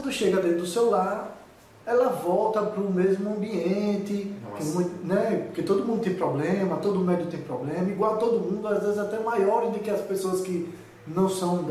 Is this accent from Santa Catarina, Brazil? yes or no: no; Aracaju, Sergipe, Brazil; Sou daqui de Aracaju mesmo.